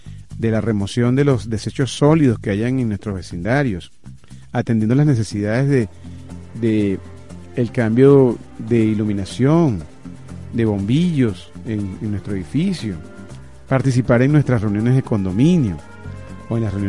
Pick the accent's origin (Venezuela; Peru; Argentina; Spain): Venezuela; born there; porque vivimos, nacimos en esta tierra, nacimos en Venezuela